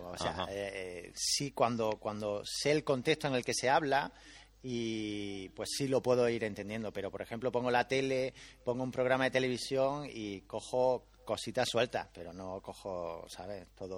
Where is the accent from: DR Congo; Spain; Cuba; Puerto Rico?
Spain; Granada, Andalusia; now in China; Sí, yo soy de Granada.